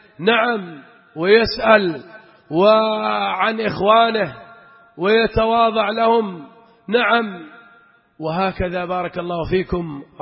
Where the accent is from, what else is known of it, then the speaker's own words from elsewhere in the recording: Aden, Yemen; وكنا نحن بعض الأخوة من عدن